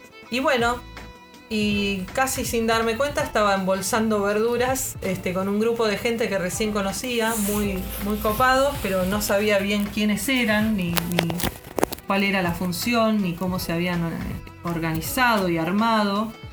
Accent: Santa Clara del Mar, Buenos Aires Province, Argentina; soy de Santa Clara del Mar.

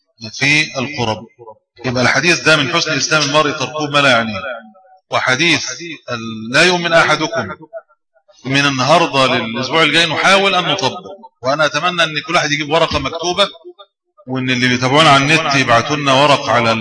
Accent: Egypt; وأنا كنت أتخيل أن المشكلة دي عندنا في مصر

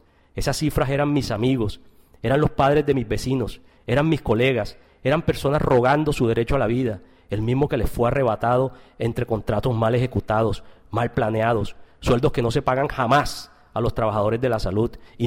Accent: Córdoba, Argentina; Mi tierra natal, Córdoba

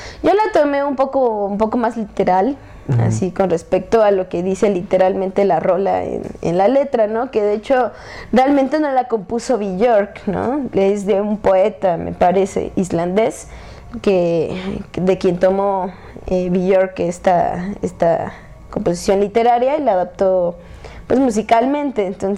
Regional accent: Atlixco, Puebla, Mexico; soy del municipio de Atlixco, del estado de Puebla

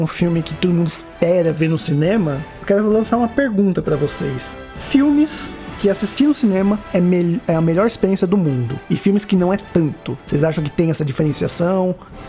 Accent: São Caetano do Sul, São Paulo, Brazil; que eu ainda via quando era cinema de shopping, num shopping São Caetano, né? Minha cidade natal.

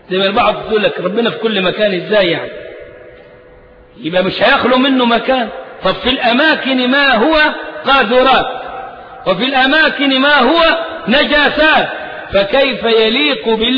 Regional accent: Egypt; ليه نحن هنا أبناء مصر، وإحنا أبناء مصر مش ضيوف عليها ولا حاجة

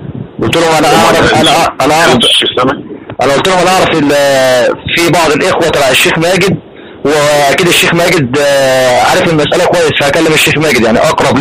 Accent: Upper Egypt, Egypt; now in Giza, Egypt; انا المفروض ان انا اصلا من الصعيد يعني. من صعيد اصلا لكن عايش موجود يعني انا في القاهره موجود

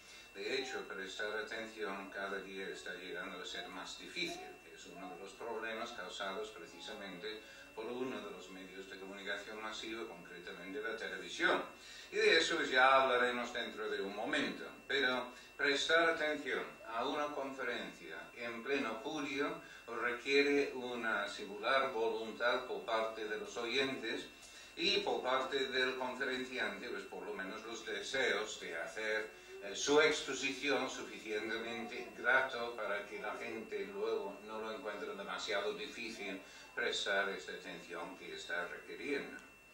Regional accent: United Kingdom; Spanish is a second language; now in Spain; Tengo este acento raro porque pues soy británico, pues de hecho desde hace un mes no soy británico, pero vamos, hasta hace un mes era británico, ahora ya soy español.

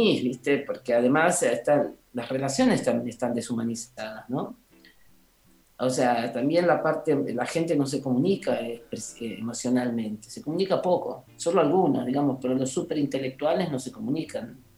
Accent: Ciudad Jardín Lomas del Palomar, Buenos Aires Province, Argentina; Soy de Ciudad Jardín, Lomas del Palomar.

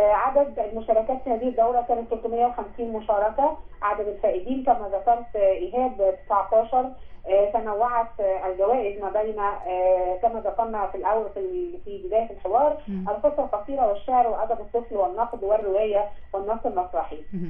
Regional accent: Egypt; يعني فأنا الحقيقة كمصرية كنت سعيدة جدا

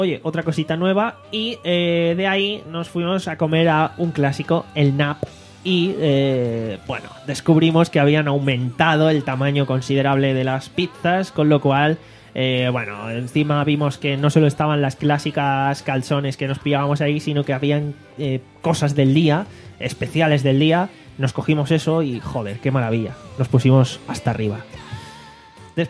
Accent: Alicante, Valencian Community, Spain; hostia, es que soy de Alicante, no me la voy a llevar

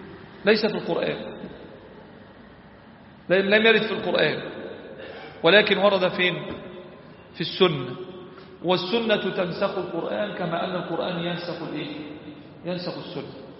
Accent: Egypt; ربنا احفظ بلدنا مصر

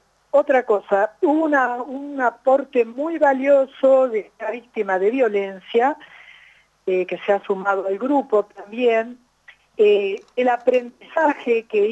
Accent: Los Hornillos, Córdoba, Argentina; desde Villa de las Rosas, nos hemos ido corriendo para acá, para Los Hornillos, yo soy de Los Hornillos

